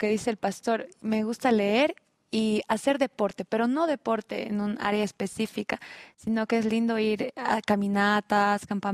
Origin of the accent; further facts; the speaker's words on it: La Paz, Bolivia; now in Cochabamba, Bolivia; cuando yo vivía en La Paz, porque yo soy de La Paz, recuerdo que hablé con Dios